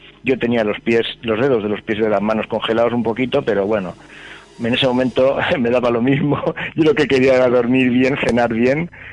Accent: Alicante, Valencian Community, Spain; nosotros somos también de Alicante, pero no somos los desaparecidos.

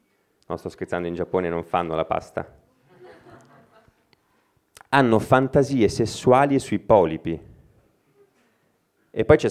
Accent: Milan, Lombardy, Italy; sono di Milano.

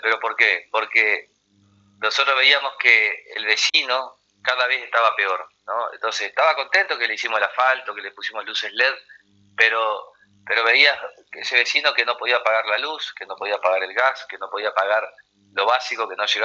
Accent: Concordia, Entre Ríos, Argentina; tengo el apoyo popular y el apoyo de mi pueblo en Concordia

